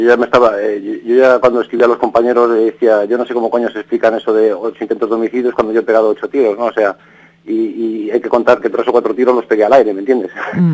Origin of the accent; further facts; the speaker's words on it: Vigo, Galicia, Spain; Sí, soy gallego. Soy gallego de Vigo. Nací, pues, no sé cómo decirte, muy pobre. Nuestra Galicia es una tierra que no tiene la industrialización que han tenido las demás